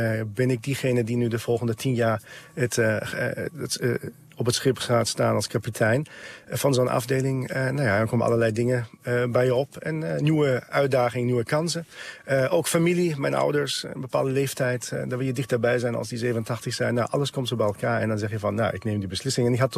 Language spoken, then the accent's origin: Dutch; Germany; now in Netherlands; Ik kom uit Duitsland, ik wil terug en ik wil ook meenemen wat ik hier heb geleerd.